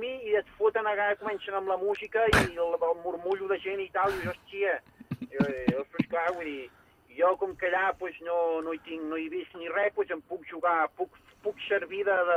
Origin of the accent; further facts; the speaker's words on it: Barcelona, Catalonia, Spain; jo soc un clàssic de Gràcia, ja fa més de 24 anys que visc aquí, al barri